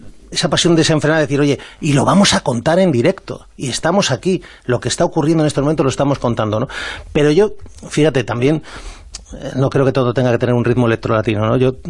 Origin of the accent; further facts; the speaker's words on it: Spain; yo me considero un patriota, me considero español